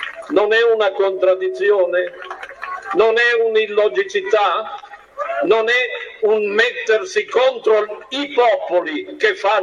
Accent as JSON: {"language": "Italian", "region": "Piedmont", "country": "Italy", "said": "mi chiedevano di dove sei, io dicevo, non dicevo italiano o piemontese, dicevo europeo"}